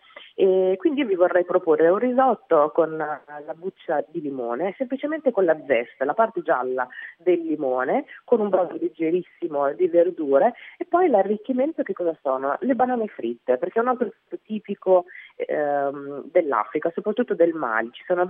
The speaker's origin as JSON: {"language": "Italian", "region": "central Italy", "country": "Italy", "tie": "born or raised there", "accent": "central Italian", "said": "io sono cresciuta qua in Italia, quindi ho una parlata, una cadenza, un accento tipicamente italiano, e secondo me questo fatto di essere esteticamente esotica e invece avere questa voce, questa parlata molto del centro Italia"}